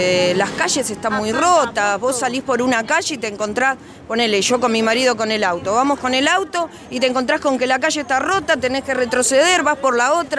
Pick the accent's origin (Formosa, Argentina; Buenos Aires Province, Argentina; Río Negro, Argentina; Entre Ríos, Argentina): Buenos Aires Province, Argentina; Almirante Brown; la mayoría que estamos acá justo somos de Almirante Brown